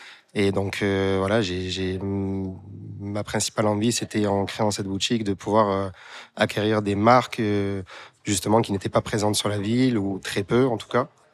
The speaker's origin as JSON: {"language": "French", "town": "Marseille", "region": "Provence-Alpes-Côte d'Azur", "country": "France", "said": "en tant que Marseillais, je pense que voilà, en l'ayant pratiqué aussi plus jeune, forcément, on a ce lien naturel au vélodrome et à l'OM, bien sûr."}